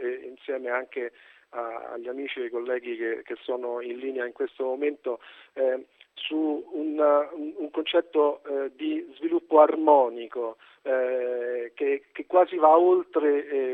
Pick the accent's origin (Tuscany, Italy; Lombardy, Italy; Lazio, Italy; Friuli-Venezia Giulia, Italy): Lazio, Italy; Rome; Ma io sono romano, vivo a Roma